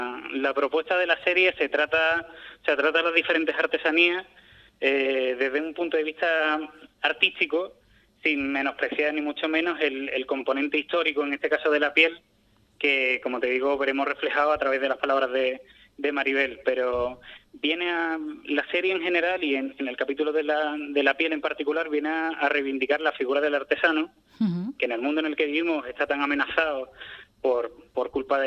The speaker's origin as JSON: {"language": "Spanish", "town": "Ubrique", "region": "Andalusia", "country": "Spain", "tie": "born or raised there", "said": "Yo ya venía de serie sabiendo y conociendo un poco todo lo que se hace en mi pueblo"}